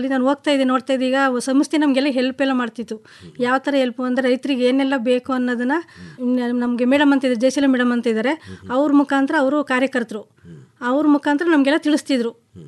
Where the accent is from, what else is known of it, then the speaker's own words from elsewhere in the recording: Nagamangala, Karnataka, India; ನಮ್ದು ಪಿ ನಿರ್ಲಿಕೆರೆ, ನಾಗಮಂಗಲ ತಾಲೂಕು.